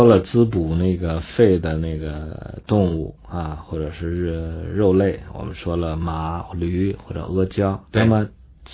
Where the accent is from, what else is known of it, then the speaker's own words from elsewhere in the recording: China; 我们中国人研究水啊